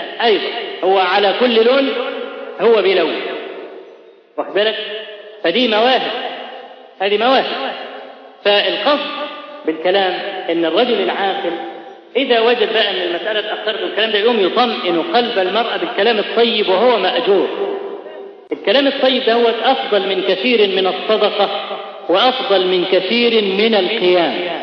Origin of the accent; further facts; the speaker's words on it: Egypt; وإحنا كمصريين أسد بالك أسد في الحاجات